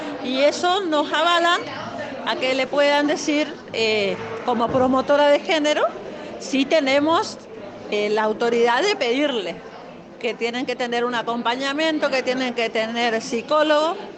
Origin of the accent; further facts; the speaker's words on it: Apóstoles, Misiones, Argentina; somos de Apóstoles Misiones.